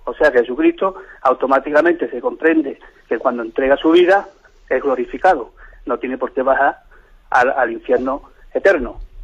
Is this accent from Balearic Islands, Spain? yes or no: no; Cádiz, Andalusia, Spain; Soy de Cádiz